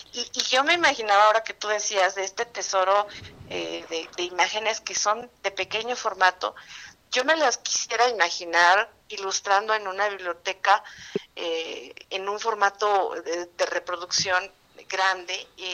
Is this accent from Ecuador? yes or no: no; Mexico; para el Estado de México y para, desde luego, como mexicanos, ¿no?